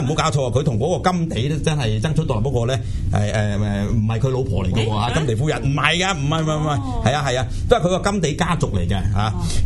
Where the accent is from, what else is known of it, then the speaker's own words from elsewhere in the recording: China; 我哋中国人嚟讲咧，我哋嫁俾人咧